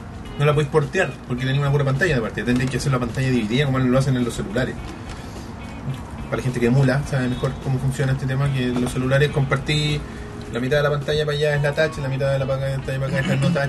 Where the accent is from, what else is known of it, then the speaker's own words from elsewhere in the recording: Santiago, Santiago Metropolitan Region, Chile; nosotros, que somos de la Comuna de Santiago.